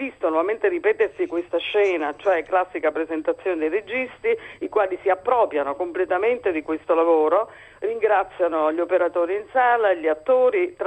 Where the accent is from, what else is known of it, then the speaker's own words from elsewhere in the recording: Naples, Campania, Italy; io sono napoletana, sa da fa.